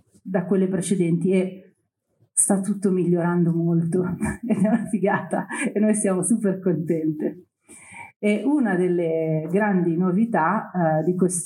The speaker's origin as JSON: {"language": "Italian", "town": "Milan", "region": "Lombardy", "country": "Italy", "said": "io sono di Milano, classe 1978, ho 44 anni, ho fatto Genova 2001, sono di quella generazione lì"}